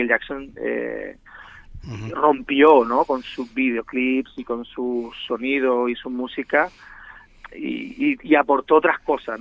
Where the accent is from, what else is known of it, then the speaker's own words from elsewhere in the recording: Region of Murcia, Spain; now in Barcelona, Spain; por mi parte como murciano que yo soy, ¿no?